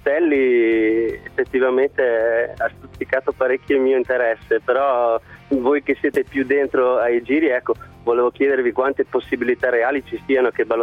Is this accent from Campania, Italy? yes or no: no; Padua, Veneto, Italy; now in Turin, Italy; sono padovano, sono a Torino, ma sono sampdoriano di cuore.